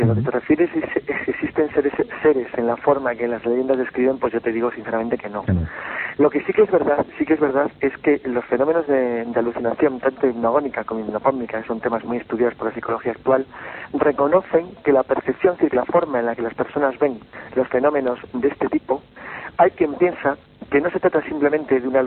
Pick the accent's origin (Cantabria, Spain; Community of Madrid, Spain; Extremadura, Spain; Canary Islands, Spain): Cantabria, Spain; Santander; moved away as an adult; cuando yo vine de Santander